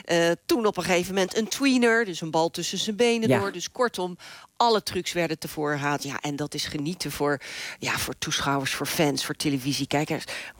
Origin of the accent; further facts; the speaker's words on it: Netherlands; Wij lachen ons rot natuurlijk als Nederlanders.